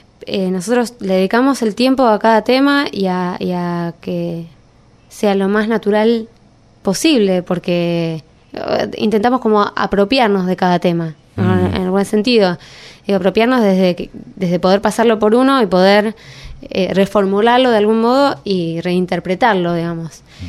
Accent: Buenos Aires, Argentina; no nacimos en el campo y qué sé yo, no ni en el interior, o sea, nacimos en Buenos Aires, en un barrio

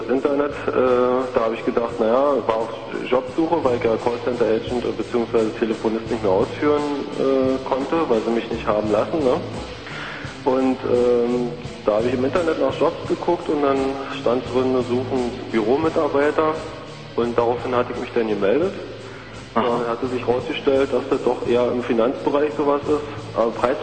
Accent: Frankfurt, Brandenburg, Germany; Wir haben jetzt zum Beispiel einen Fall hier in Frankfurt-Oder, also wir kommen aus Frankfurt-Oder

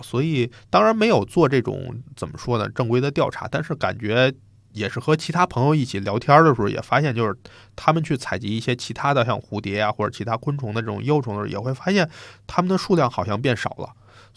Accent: Beijing, China; 那你就说在我小的时候在北京啊，虽然也觉得挺热

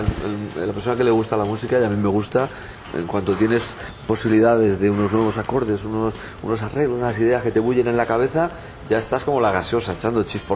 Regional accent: Barcelona, Catalonia, Spain; Yo qué sé, si yo soy de la Barceloneta.

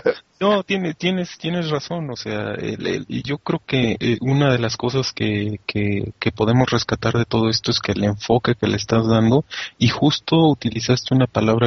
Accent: Mexico; sigo siendo tan mexicano porque nací en este país y punto

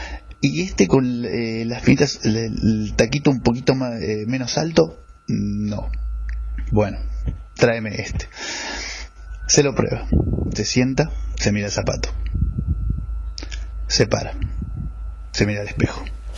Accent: Neuquén, Argentina; now in Buenos Aires, Argentina; tengo 28 años, soy de Neuquén y hace casi 2 meses llegué a la hermosa ciudad de Buenos Aires.

